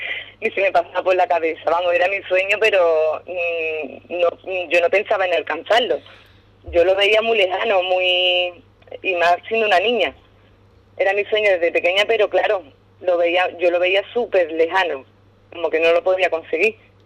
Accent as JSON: {"language": "Spanish", "town": "Ubrique", "region": "Andalusia", "country": "Spain", "lives_now": "Arcos de la Frontera, Spain", "said": "que de hecho se creen que soy de Arcos y yo siempre digo que no, que soy ubriqueña. Ubriqueña 100%."}